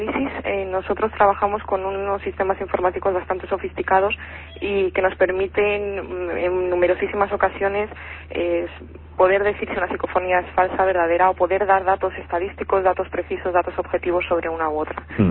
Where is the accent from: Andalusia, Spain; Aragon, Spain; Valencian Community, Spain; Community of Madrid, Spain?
Community of Madrid, Spain; Madrid; now in Albacete, Spain; Bueno, paisana no, porque yo soy de Madrid. Lo único que... No. Mira tú por dónde iba a dar a parar aquí a Albacete.